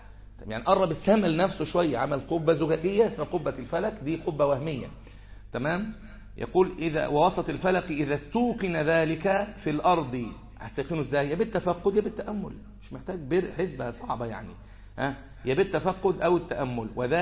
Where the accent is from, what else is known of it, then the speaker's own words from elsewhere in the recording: Egypt; فما بيحصلش عندنا في مصر مساله طول الظل صفر دي